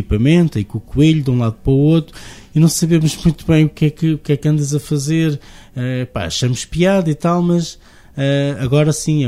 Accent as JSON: {"language": "Portuguese", "town": "Alvoco", "region": "Guarda", "country": "Portugal", "said": "dou mais uma vez o exemplo de Alvoco, porque é a minha terra"}